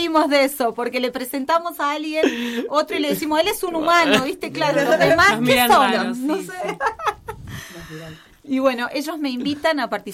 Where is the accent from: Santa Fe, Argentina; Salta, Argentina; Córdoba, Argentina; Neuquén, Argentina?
Santa Fe, Argentina; Las Rosas; yo soy de la minoría, no soy de Buenos Aires. Soy de un pueblito de Santa Fe que casualmente se llama Las Rosas.